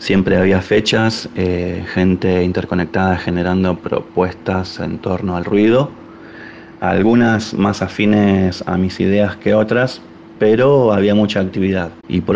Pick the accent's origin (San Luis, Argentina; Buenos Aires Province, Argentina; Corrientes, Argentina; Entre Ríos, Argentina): Buenos Aires Province, Argentina; Mar del Plata; now in Córdoba, Argentina; Vengo de Mar del Plata. Y los primeros días que estuve en Córdoba